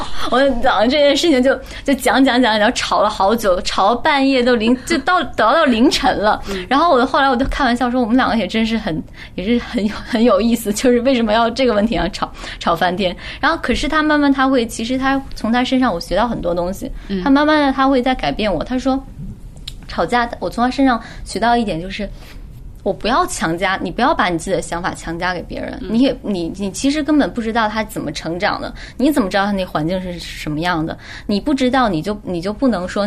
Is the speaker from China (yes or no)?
yes; China; 一方面是包装，一方面是我是大陆人